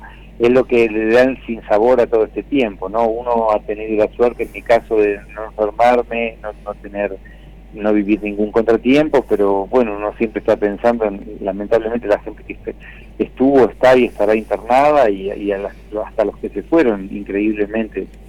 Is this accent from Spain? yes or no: no; Argentina; por supuesto que soy argentino por excelencia, así que siempre es un placer y una alegría hacer cosas en Argentina